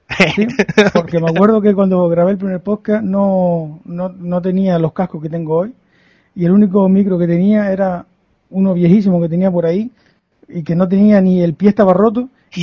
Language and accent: Spanish; Telde, Canary Islands, Spain; estaba intentando buscar algo de Telde, yo soy de Telde